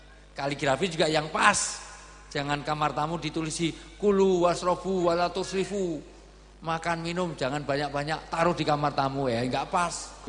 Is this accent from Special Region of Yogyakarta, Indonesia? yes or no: yes; Yogyakarta, Special Region of Yogyakarta, Indonesia; saya dari Jogja.